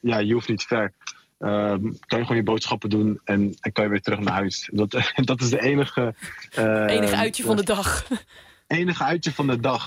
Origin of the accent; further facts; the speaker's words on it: Afghanistan; voor mij als Afghaan zijnde is het echt wel prima te doen. Weet je, ik spreek de taal vloeiend.